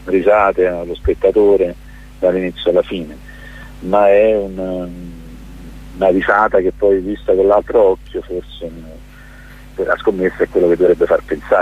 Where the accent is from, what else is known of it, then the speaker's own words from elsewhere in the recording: Naples, Campania, Italy; Io ho girato tutto il mondo, quindi non lo dico solo da napoletano